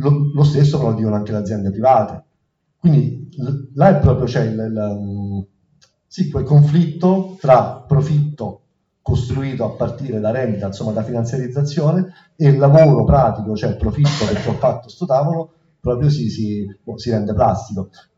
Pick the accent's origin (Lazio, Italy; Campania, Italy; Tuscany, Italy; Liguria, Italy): Lazio, Italy; Rome; io sono romano, mi sono reso conto che effettivamente il rapporto con le istituzioni ha un senso, cioè non è come nel Lazio